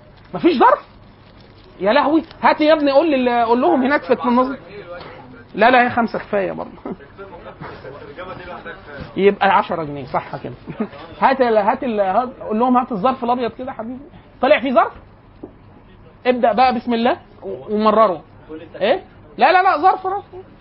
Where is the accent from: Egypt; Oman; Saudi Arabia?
Egypt; كانت عندنا في مصر